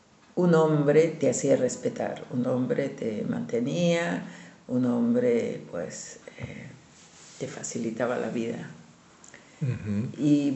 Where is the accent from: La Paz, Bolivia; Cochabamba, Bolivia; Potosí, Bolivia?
La Paz, Bolivia; born there; yo soy nacida en La Paz, Bolivia, en la ciudad más alta del mundo, que está a 3.900 metros de altura, de clima seco, muy seco, pero donde siempre hay sol.